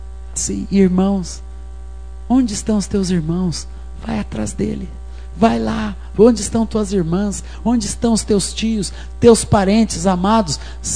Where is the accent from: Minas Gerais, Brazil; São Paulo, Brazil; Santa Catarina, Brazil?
Minas Gerais, Brazil; Coronel Fabriciano; Hoje mesmo estava marcando lá um evento em Coronel Fabriciano, minha cidade natal.